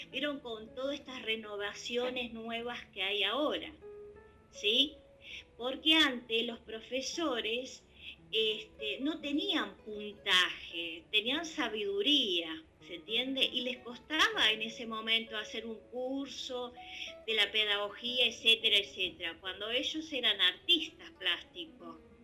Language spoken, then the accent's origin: Spanish; Ituzaingó, Buenos Aires Province, Argentina; Yo soy de Ituzaingó, donde en los alrededores de la provincia no hay arte.